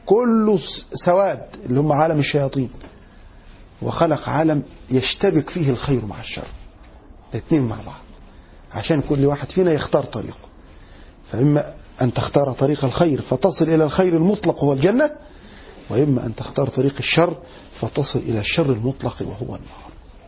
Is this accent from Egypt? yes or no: yes; Egypt; احنا كمصريين بنحب آل البيت